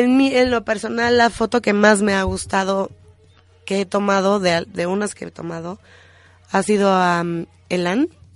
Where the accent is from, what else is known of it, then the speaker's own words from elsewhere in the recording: Mexico; México es un gran país y cada vez que decimos somos mexicanos, la gente te recibe con los brazos abiertos.